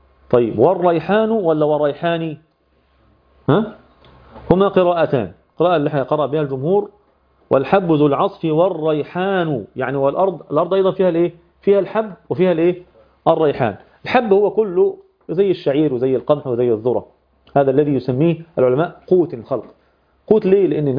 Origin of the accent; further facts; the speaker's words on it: Egypt; وتحطها في المكنة بتاعة اللي سموها عندنا في مصر الدراسة